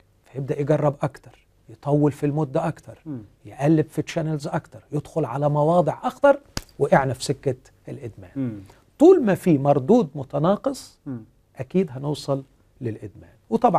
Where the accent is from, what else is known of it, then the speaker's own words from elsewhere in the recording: Egypt; احنا عندنا في مصر هنا في حالة طلاق كل ست دقائق